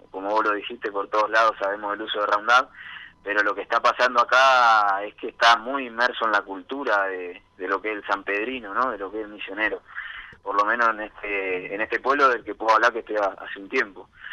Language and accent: Spanish; Buenos Aires, Argentina; Yo en verdad vengo de Buenos Aires